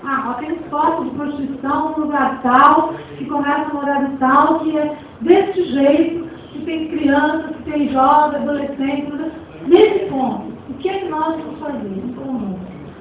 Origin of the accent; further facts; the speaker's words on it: Cubatão, São Paulo, Brazil; eu nasci em Cubatão e moro no Carteiro desde os 7 anos. Então, eu posso dizer que eu moro há quase 50 anos no Jardim Carteiro.